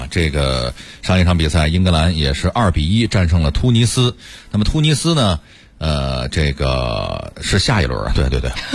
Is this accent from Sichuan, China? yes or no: no; Beijing, China; 我是在北京长大